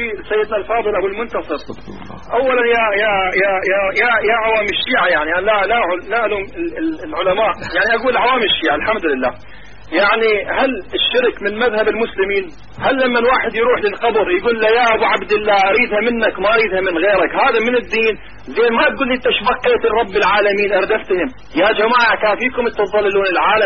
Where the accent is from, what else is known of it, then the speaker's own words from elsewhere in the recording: Karbala, Karbala Governorate, Iraq; now in Europe; لا لا أخي أنا أصلي من كربلاء، أخي أنا أتكلم وياك من أوروبا عشان طلعت من العراق.